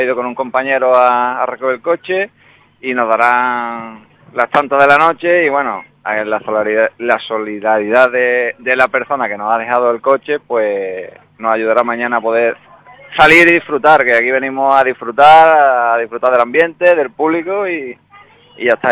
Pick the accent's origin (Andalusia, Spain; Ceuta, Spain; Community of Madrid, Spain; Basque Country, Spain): Andalusia, Spain; Ubrique; porque somos de Ubrique, estamos allí todos juntos